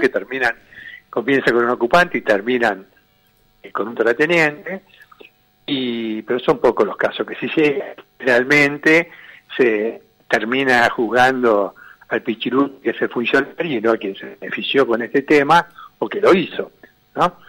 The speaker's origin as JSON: {"language": "Spanish", "region": "Buenos Aires", "country": "Argentina", "tie": "born there", "said": "soy hijo de laburante, nací en Pompeya"}